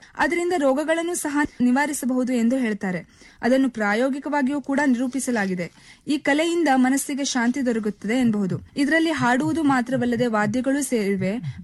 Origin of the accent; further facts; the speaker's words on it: Yellapur, Karnataka, India; ಮಾಡುವ ನಮಸ್ಕಾರಗಳು. ನನ್ನ ಊರು ಉತ್ತರ ಕನ್ನಡ ಜಿಲ್ಲೆಯ ಯಲ್ಲಾಪುರ.